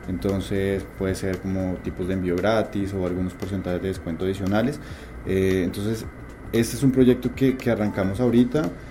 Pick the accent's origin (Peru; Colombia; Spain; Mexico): Colombia; yo soy colombiano, en Bogotá es exactamente igual el tráfico que en Lima